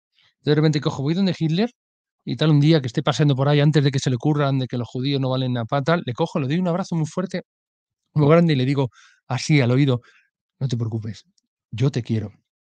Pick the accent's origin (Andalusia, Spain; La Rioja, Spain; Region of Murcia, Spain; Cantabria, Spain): Cantabria, Spain; Santander; si yo que soy de Santander, si viviera en Santander